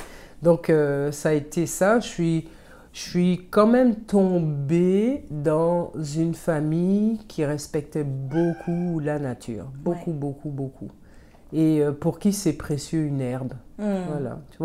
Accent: Martinique; on faisait ça avec du rhum, puisque c'est ma boisson locale, hein, je viens de la Martinique

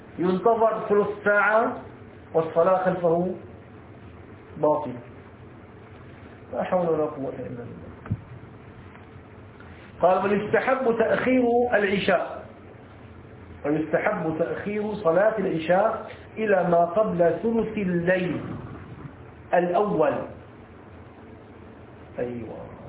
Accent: Egypt; هلا عندنا في مصر تغرب الساعة 6

